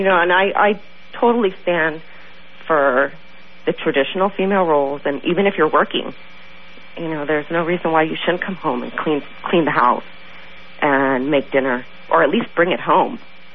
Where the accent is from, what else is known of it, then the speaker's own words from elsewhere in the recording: United States; because I'm an American woman